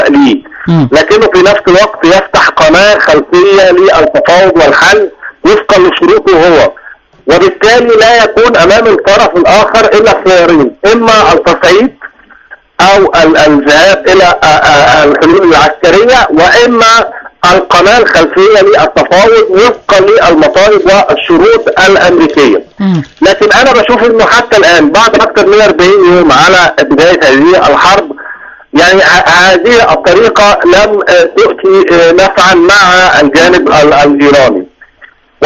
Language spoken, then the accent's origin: Arabic; Egypt; مش عشان احنا مصريين، لكن مصر هي من نجحت في اختراق يعني حاجز النار